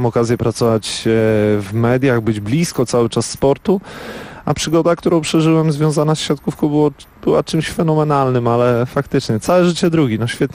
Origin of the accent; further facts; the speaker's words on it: Dobre Miasto, Warmian-Masurian Voivodeship, Poland; I w dobrym mieście, w którym się urodziłem i wychowałem, było do wyboru albo piłka nożna, albo siatkówka.